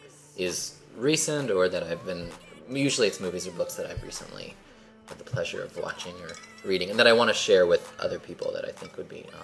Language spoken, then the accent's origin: English; Canfield, Ohio, United States; I grew up in Canfield, Ohio